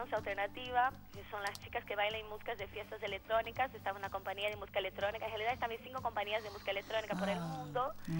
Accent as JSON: {"language": "Spanish", "town": "Foz do Iguaçu", "region": "Paraná", "country": "Brazil", "tie": "born there", "second_language": "Spanish", "said": "Yo nací en Foz do Iguaçu, Cataratas de Iguaçu."}